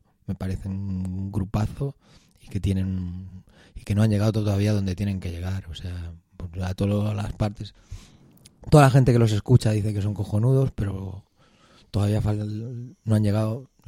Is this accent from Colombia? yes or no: no; Toledo, Castilla-La Mancha, Spain; Pues sí, como buen toledano. O sea, sí, no podía ser de Toledo